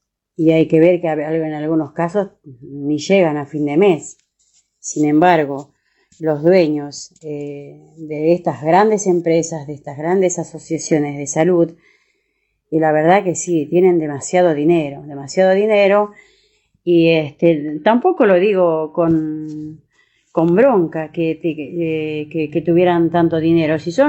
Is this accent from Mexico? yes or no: no; Argentina; y nosotros como Argentina, como país